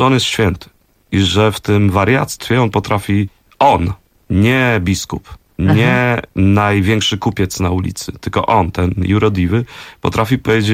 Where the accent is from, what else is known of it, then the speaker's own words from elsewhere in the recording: Warsaw, Masovian Voivodeship, Poland; ja właśnie się wychowywałem na Stegnach, obok była Sadyba i w moim dzieciństwie jeszcze bardzo dużo tych starszych panów hodowało gołębie